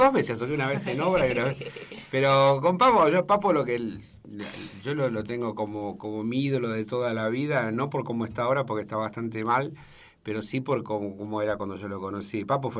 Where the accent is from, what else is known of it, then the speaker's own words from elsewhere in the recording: Buenos Aires, Argentina; Soy yo soy de Floresta.